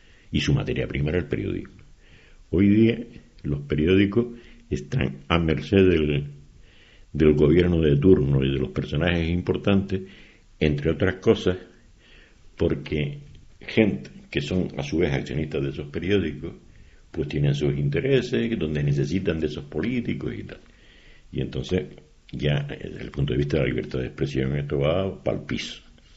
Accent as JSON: {"language": "Spanish", "region": "Canary Islands", "country": "Spain", "said": "Lo que tenemos que hacer los canarios es, con nuestro acento, con lo que sea y con nuestro léxico, hablar normal y corriente"}